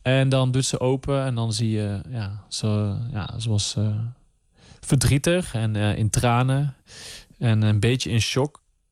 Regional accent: Limburg, Netherlands; now in Amsterdam, Netherlands; Ik ben 29 jaar oud. Ik kom uit Limburg. Ik woon in Amsterdam.

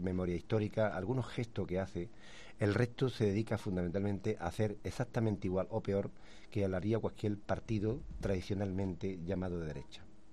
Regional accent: El Coronil, Andalusia, Spain; Yo, por ejemplo, soy del Corní, de un pueblo

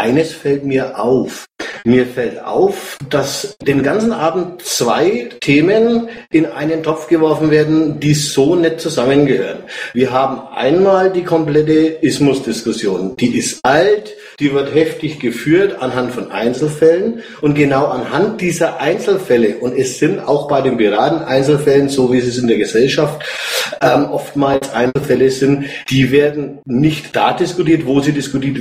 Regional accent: Nuremberg, Bavaria, Germany; ich komme aus Nürnberg. Ich bin 44

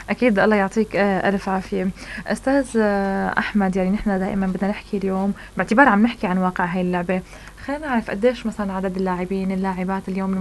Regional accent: Tartus, Tartus Governorate, Syria; طيب اليوم نحن كم نادي كراتي عندنا بطرطوس؟

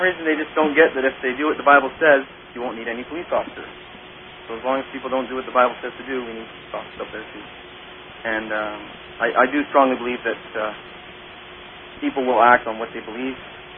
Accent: Winnipeg, Manitoba, Canada; I'm also from Winnipeg, Manitoba, Canada.

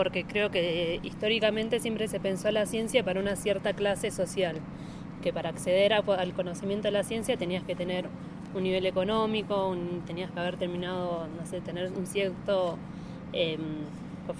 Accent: Argentina; Nosotras somos de Argentina

